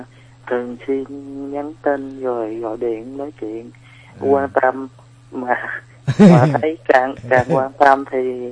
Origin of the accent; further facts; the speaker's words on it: Mekong Delta, Vietnam; now in Bình Dương, Vietnam; Dạ, em quê thì ở miền Tây với chị.